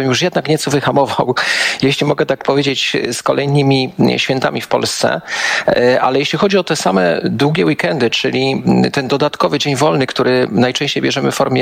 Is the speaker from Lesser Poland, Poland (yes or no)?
yes; Kraków, Lesser Poland, Poland; Ja jestem krakowianinem, mieszkam od wielu, wielu lat, tak połowę tygodnia w Krakowie, połowę w Warszawie, ale akurat w tej chwili jestem w Krakowie.